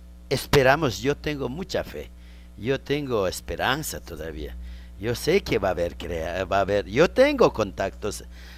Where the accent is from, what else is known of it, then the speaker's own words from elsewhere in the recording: Ecuador; Si somos ecuatorianos, ¿por qué no nos vamos a escuchar?